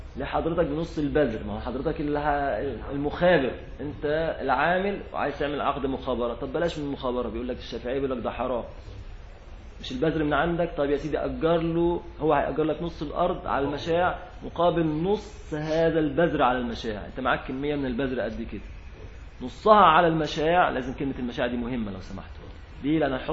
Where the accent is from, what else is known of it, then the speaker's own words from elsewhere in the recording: Egypt; أطيان دي كلمة عندنا في مصر معاشر غير المصريين، الأطيان يعني الأراضي